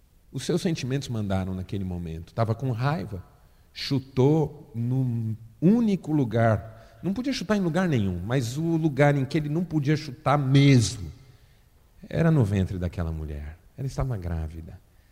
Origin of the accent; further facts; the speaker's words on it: São Paulo, Brazil; Como eu fui criado em São Paulo, eu passei a minha infância, adolescência e juventude frequentando aquele shopping.